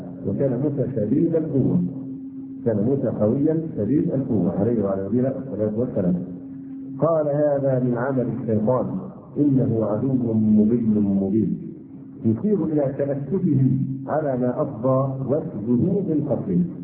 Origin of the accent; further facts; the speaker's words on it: Egypt; يعني نحن كلمة مصري للغات الأجنبية حتى الآن